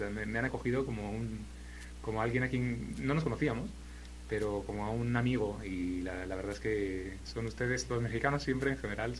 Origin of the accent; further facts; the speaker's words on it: Madrid, Community of Madrid, Spain; Yo soy madrileño. Soy de Madrid y, bueno, vivo en Madrid y trabajo en Salamanca. Entonces, bueno, estoy un poco siempre entre las dos ciudades.